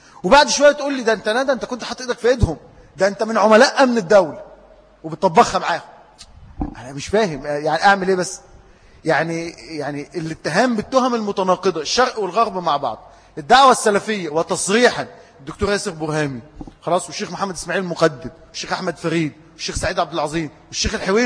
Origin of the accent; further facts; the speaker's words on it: Egypt; إن عندنا في مصر من ثبت على هذا الحق